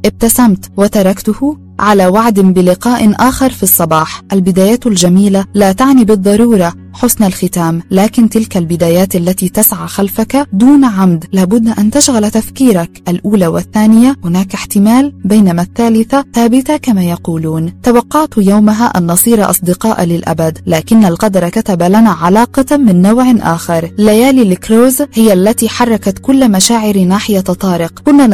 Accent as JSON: {"language": "Arabic", "region": "Nile Delta", "country": "Egypt", "tie": "born or raised there", "said": "ونحن ذاهبان لبلدتنا في دلتا مصر"}